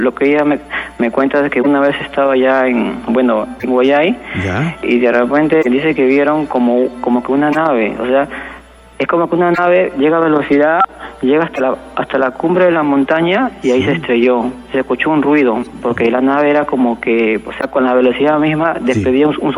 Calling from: Villa El Salvador, Lima, Peru; De Villa El Salvador.

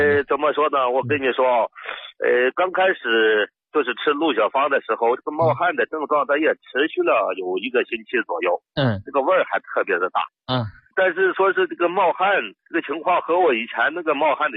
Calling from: Xi'an, Shaanxi, China; 我家是西安的。

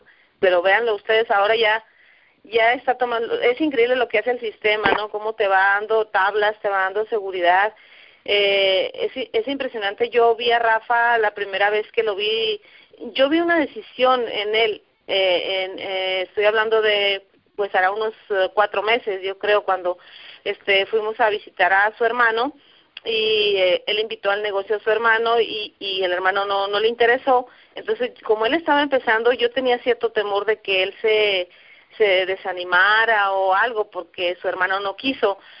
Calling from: Guadalajara, Jalisco, Mexico; aquí de Guadalajara

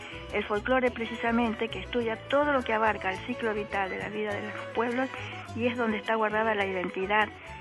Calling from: Buenos Aires, Argentina; de Parque Patricios.

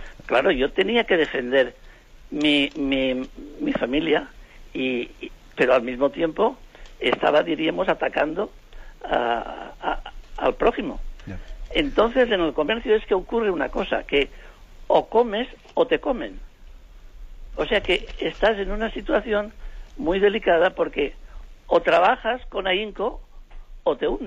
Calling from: Alicante, Valencian Community, Spain; de Alicante.

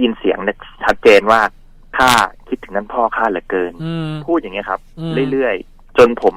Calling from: Mae Sai, Chiang Rai, Thailand; ผมโทรศัพท์มาจากแม่สายจังหวัดเชียงรายครับผม

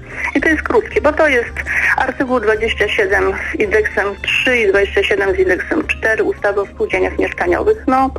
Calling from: Toruń, Kuyavian-Pomeranian Voivodeship, Poland; Ja jestem z Torunia.

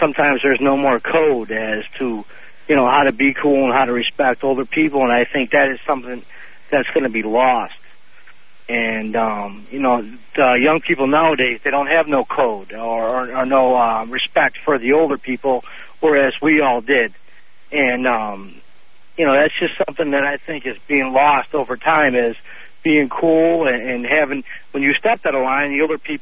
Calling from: Hamburg, New York, United States; I just like to say I'm from Buffalo, Hamburg, south of the city.

